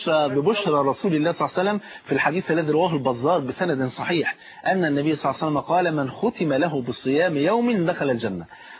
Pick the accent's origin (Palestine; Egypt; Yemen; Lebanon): Egypt; عندنا في مصر يقول لك ثلاث سنين وتبقى زي الفل.